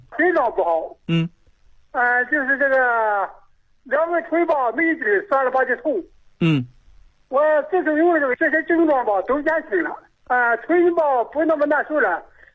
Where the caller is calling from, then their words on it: Changtu, Liaoning, China; 我辽宁长途县。